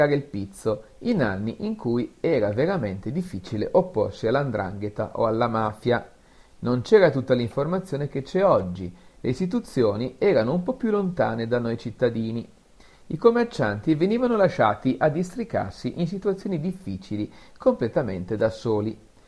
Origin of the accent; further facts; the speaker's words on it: Bovalino, Calabria, Italy; nel mio paese, Bovalino, abbiamo subito in silenzio per tanti anni